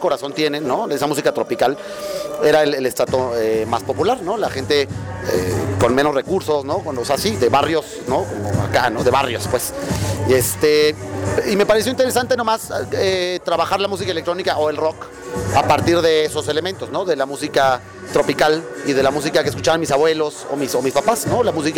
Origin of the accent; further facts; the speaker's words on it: Mexico; also born or lived in Colombia; Yo soy colombiano mexicano y me tocó estar muy, desde muy pequeño, convivir con la música tropical